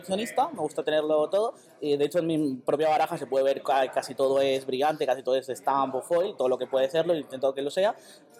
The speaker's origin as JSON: {"language": "Spanish", "country": "Venezuela", "moved": "yes", "lives_now": "Barcelona, Spain", "said": "soy de Venezuela, pero vivo en Barcelona"}